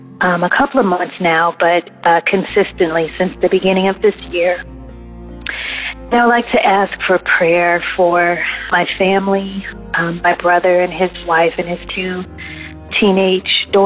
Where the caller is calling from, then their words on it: Maryland, United States; I'm calling from the Maryland area.